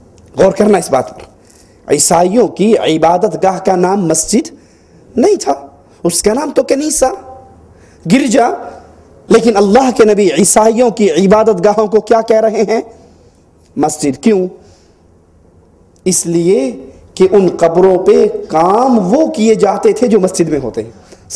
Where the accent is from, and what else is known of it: Abdul Hakim, Punjab, Pakistan; born or raised there